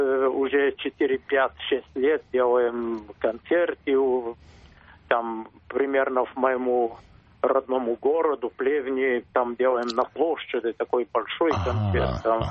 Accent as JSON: {"language": "Russian", "country": "Bulgaria", "said": "Я из Болгарии."}